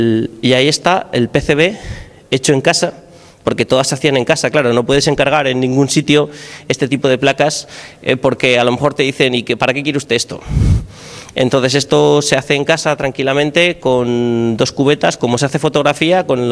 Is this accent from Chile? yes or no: no; Oviedo, Asturias, Spain; Yo, por lo menos, en Oviedo, de donde soy, ha desaparecido